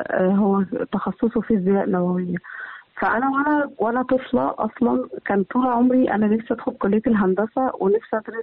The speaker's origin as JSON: {"language": "Arabic", "country": "Egypt", "said": "واحنا كباحثين مصريين يعني"}